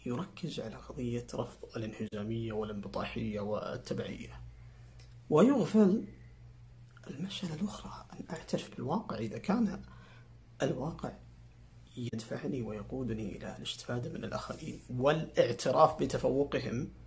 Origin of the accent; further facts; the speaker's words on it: Saudi Arabia; ونحن كسعوديين عرب مسلمين